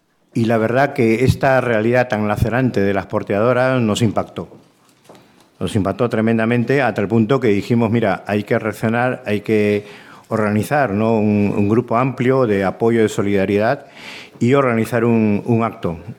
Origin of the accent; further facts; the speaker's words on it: Peru; moved away; llevo ya aquí 40 años, vine de Perú